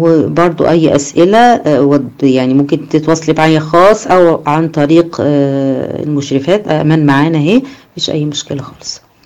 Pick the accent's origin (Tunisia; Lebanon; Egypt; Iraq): Egypt; احنا هنا ما اكثر التراب عندنا في مصر